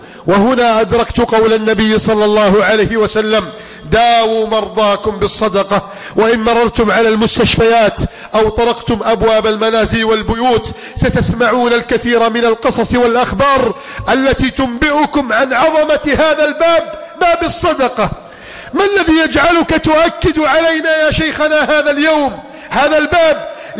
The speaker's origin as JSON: {"language": "Arabic", "country": "Egypt", "said": "اللهم من أراد بلادنا مصر بسوء فأشغله بنفسه"}